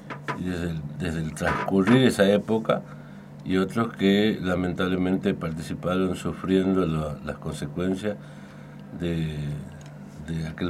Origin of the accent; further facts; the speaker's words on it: Tucumán, Argentina; yo soy tucumano, me tocó el servicio militar, estaba enrolado en el Distrito Militar Tucumán